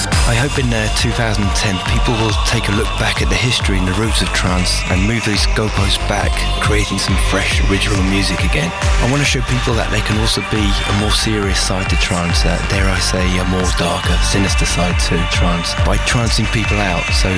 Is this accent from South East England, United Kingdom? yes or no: yes; Brighton, South East England, United Kingdom; and I'm from Brighton in the UK.